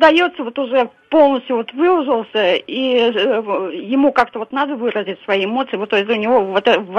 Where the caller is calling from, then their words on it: Tatarstan, Russia; Это наш городок находится в 40 километрах от Казани по московской ветке.